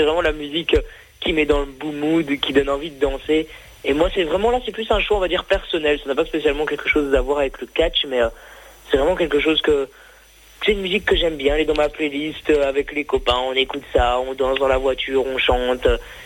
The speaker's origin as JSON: {"language": "French", "country": "Belgium", "said": "je connais pas trop parce que ben, je suis belge."}